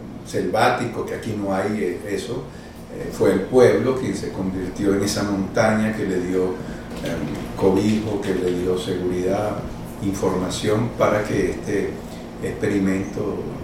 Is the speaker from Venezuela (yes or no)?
yes; Venezuela; born there; Soy un salvadoreño nacido en Venezuela